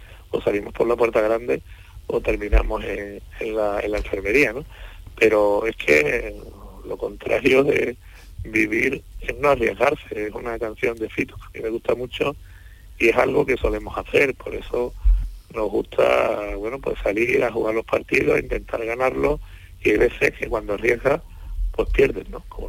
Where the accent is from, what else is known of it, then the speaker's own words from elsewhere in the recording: Sanlúcar de Barrameda, Andalusia, Spain; Aparte de que soy de San Lucas